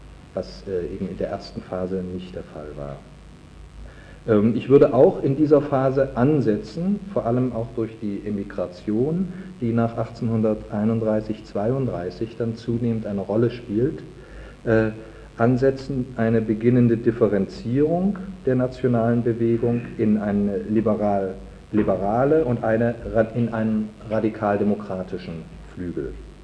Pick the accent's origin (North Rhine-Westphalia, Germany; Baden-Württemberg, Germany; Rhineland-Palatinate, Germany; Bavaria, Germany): North Rhine-Westphalia, Germany; Cologne; woran ich als Kölner besonders zu erinnern habe.